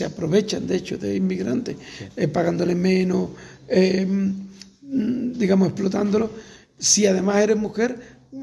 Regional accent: Andalusia, Spain; born there; also born or lived in Nicaragua; durante un tiempo tuve la doble nacionalidad. Yo he nacido aquí y de alguna manera soy español, ¿vale? Porque he nacido aquí.

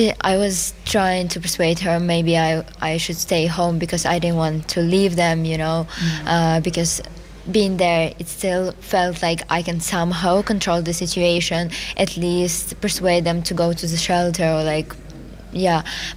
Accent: Kropyvnytskyi, Kirovohrad Oblast, Ukraine; They are in my hometown, Koropivnitsky, and my dad is working and my mom is helping.

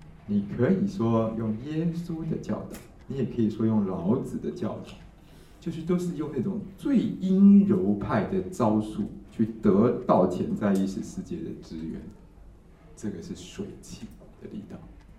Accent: Taiwan; 我们台湾人是觉得谁受害就是谁是优胜者

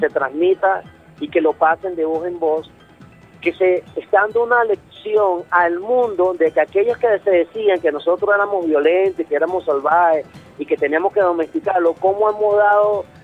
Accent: Venezuela; expresar todo lo que nosotros sentimos como venezolanos.

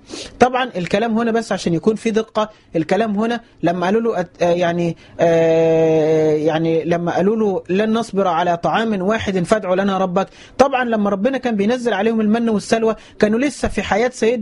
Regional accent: Egypt; هل المقصود بها مصر اللي هي مصرنا بلدنا مصر

